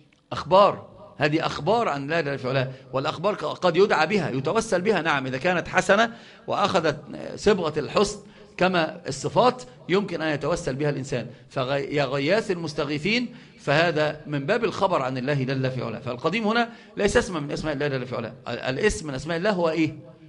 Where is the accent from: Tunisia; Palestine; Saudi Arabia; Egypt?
Egypt; Upper Egypt; حتى عندنا في الصعيد يقسمون